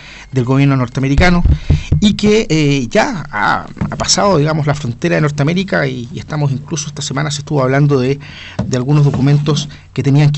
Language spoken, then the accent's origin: Spanish; Chile; nuestras actitudes como chilenos